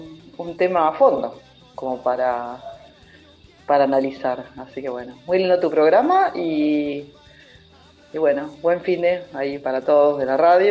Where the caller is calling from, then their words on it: Bernal, Buenos Aires Province, Argentina; de Bernal.